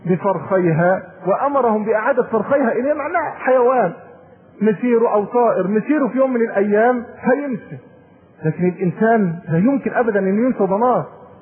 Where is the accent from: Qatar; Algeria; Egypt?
Egypt; دي للأسف اسوأ ما تكون عندنا في مصر